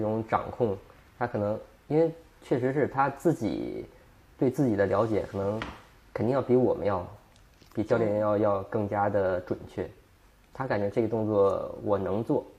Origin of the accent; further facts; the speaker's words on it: Beijing, China; 因为他也是北京的，我也是北京的